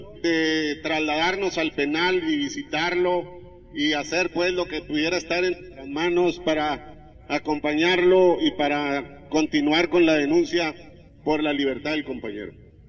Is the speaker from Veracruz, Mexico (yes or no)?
no; Chihuahua, Mexico; no es muy satisfactorio decir que venimos de Chihuahua, un estado donde la muerte campea